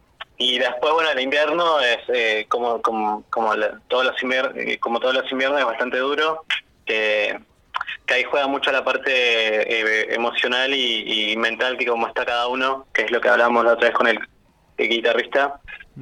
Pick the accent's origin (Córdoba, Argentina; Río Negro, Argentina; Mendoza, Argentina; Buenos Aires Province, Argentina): Río Negro, Argentina; El Bolsón; Bueno, nosotros somos de Bolsón